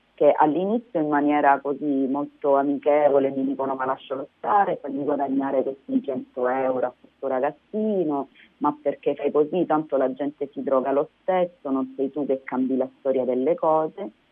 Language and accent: Italian; San Luca, Calabria, Italy; mettere in circuito l'amore verso la mia terra, verso la mia gente